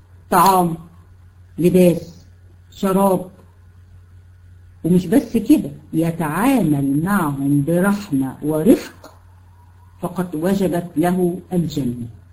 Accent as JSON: {"language": "Arabic", "country": "Egypt", "said": "يعني هنا عندنا في مصر"}